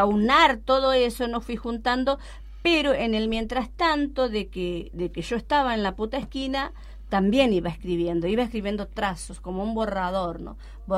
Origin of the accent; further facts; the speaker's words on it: Chaco, Argentina; Yo soy una mujer chaqueña, yo vine de allí, yo soy hija de una mujer que tuvo muchos hijos, analfabeta, vine analfabeta acá